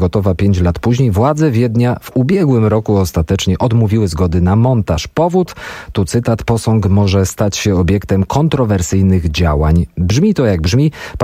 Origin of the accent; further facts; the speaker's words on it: southern Poland, Poland; zapraszam państwa teraz w moje rodzinne strony na południe Polski